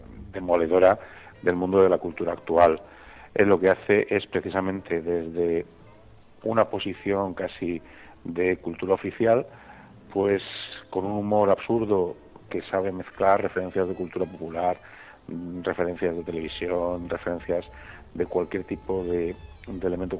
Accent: Valencia, Valencian Community, Spain; en este caso de mi tierra, de Valencia

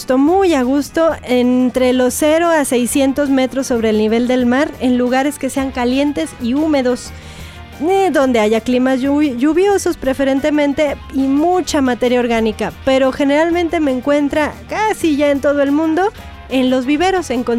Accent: Sri Lanka; Spanish is a second language; now in Mexico; yo vengo, fíjese, de Oriente, que le contaba ahorita, pues de Sri Lanka es como el lugar más aceptado de donde yo vengo. Antes se llamaba Ceilán y ahora es Sri Lanka, que también pues está ya cerquita de la India y de Asia.

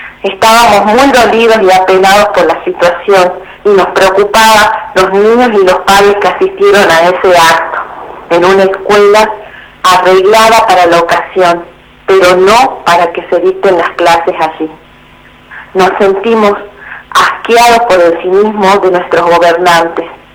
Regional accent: Jujuy, Argentina; soy docente de Jujuy.

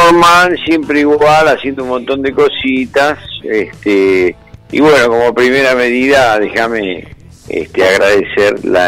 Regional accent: Argentina; de mi desarrollo como ser humano, como argentino

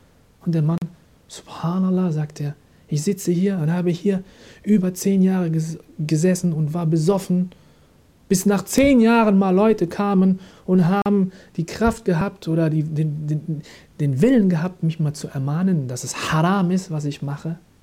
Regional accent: Germany; Masha'Allah, ich bin Deutscher, stehe auch dazu, alhamdulillah

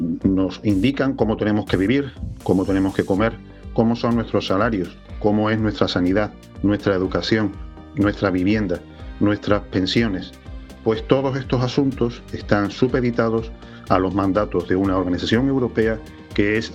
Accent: Spain; nosotros como españoles somos también objetivo y víctima de ese imperialismo decadente.

